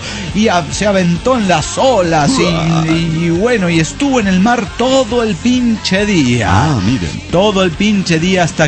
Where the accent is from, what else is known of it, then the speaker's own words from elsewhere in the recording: Querétaro, Mexico; salimos de Querétaro un sábado en la madrugada